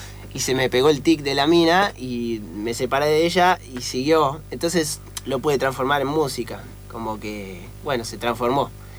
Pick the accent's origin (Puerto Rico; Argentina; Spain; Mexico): Argentina; Mar del Plata, Buenos Aires Province; Y viví casi 20 años.